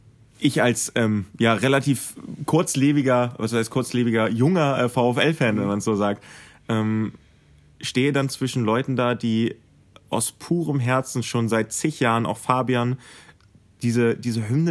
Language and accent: German; Wolfsburg, Lower Saxony, Germany; also born or lived in Helmstedt; ich fühle mich hier zu Hause. Ich komme zwar gebürtig so aus Helmstedt, also Landkreis Helmstedt, aber ich war halt immer hier. Ich bin hier auf die Schule gegangen und ich hatte halt auch einfach den heimischen Bezug zu Wolfsburg